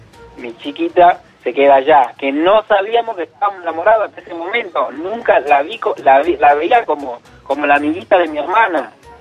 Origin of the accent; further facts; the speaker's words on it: Dominican Republic; Yo soy de República Dominicana.